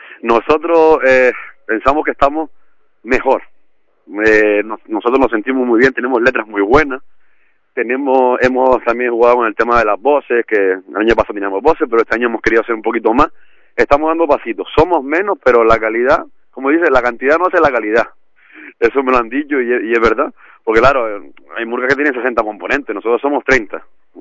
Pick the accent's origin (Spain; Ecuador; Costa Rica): Spain; Firgas, Canary Islands; como somos de Firga, que estamos alejados